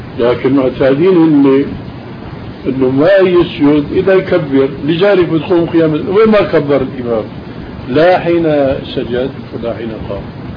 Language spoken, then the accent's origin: Arabic; Syria; مثلا عندنا بالشام كان في خرافة